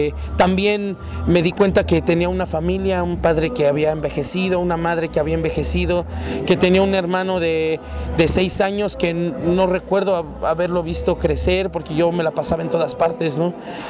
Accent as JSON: {"language": "Spanish", "town": "Zumpango", "region": "State of Mexico", "country": "Mexico", "tie": "born or raised there", "said": "viene la canción de Zumpango, cuando encontré mi pueblo igual, cuando logré estar un mes sin salir de mi pueblo, encontré que hay una laguna hermosa"}